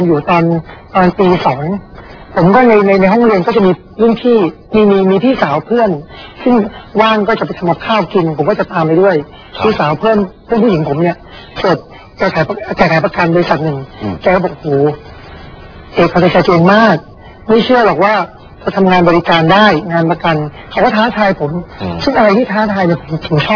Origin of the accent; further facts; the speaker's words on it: Bangkok, Thailand; เราก็เติบโตมาจากกรุงเทพ